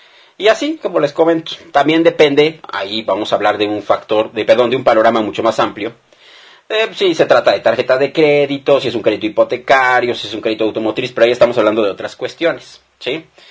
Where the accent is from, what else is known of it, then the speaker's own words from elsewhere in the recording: Mexico; el día que el pueblo mexicano se dé cuenta que todos somos mexicanos, no importa nada más que eso